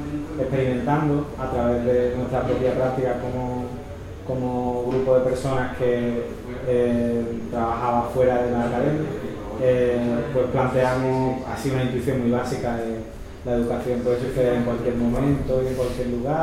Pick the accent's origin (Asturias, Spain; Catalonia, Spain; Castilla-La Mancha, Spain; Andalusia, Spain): Andalusia, Spain; Seville; vengo de Sevilla.